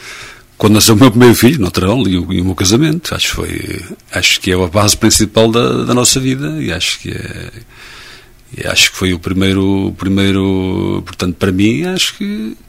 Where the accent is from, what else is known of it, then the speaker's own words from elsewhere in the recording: Nogueira do Cravo, Portugal; eu nasci a 11 de novembro de 1948, nasci em Nogueira do Cravo, segundo dizia a minha mãe, claramente, e é verdade. E, portanto, foi essa a minha terra